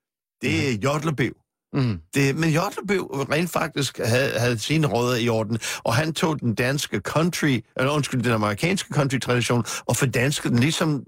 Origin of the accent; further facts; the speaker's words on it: Manhattan, New York, United States; Danish is a second language; now in Copenhagen, Denmark; fordi jeg kommer fra Manhattan, jeg er født og vokset op på Manhattan.